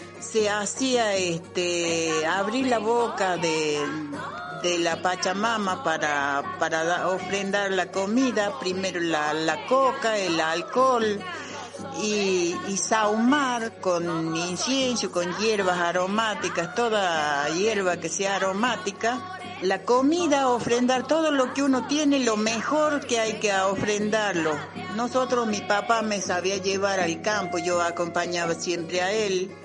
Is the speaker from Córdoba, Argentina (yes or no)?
no; Cerro Negro de Tejadas, Salta, Argentina; also born or lived in Cachi; soy de Salta la Linda, así que nací en el pueblo de Cachi y después de ahí me crié en un lugar llamado Cerro Negro de Tejadas. Vengo de parte de mi padre Coya, mi madre Calchaquí.